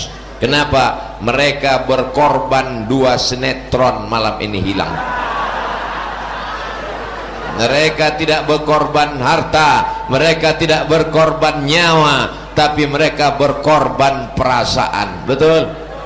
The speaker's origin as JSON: {"language": "Indonesian", "region": "Riau", "country": "Indonesia", "said": "Saya dari Riau, di Jakarta cuma 3 hari, Jumat, Sabtu, Ahad. Habis itu saya akan pulang."}